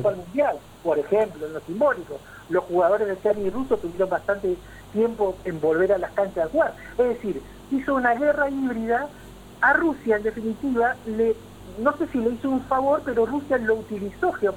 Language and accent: Spanish; Argentina; Tenemos esta mirada casi ombliguista que todo nos pasa porque somos argentinos.